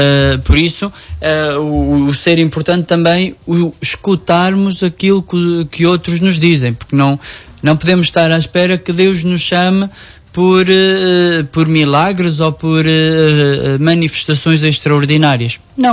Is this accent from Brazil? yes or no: no; Nogueira, Portugal; comunidades que constituem Nogueira. Foi um dia de festa, festa não só por eu celebrar a primeira missa na minha terra